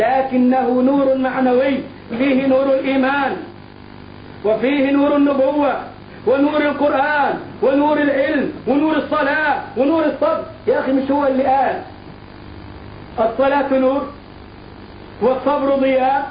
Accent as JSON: {"language": "Arabic", "country": "Egypt", "said": "ولا زي الراجل عندنا في مصر يقول لك"}